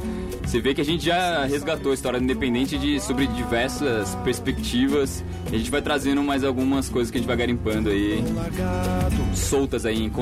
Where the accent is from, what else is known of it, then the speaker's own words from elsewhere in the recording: São José dos Campos, São Paulo, Brazil; sou de São José dos Campos